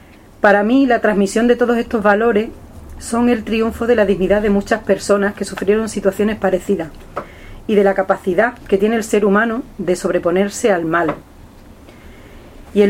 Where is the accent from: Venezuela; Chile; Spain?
Spain; Fuentes de León, Extremadura; una majá en Zufre o en mi pueblo, que es Fuentes de León, es un lugar donde se guardan animales